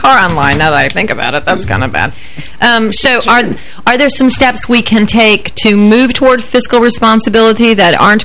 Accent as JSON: {"language": "English", "country": "United States", "said": "I mean, America's in debt. Why shouldn't I be? I'm an American."}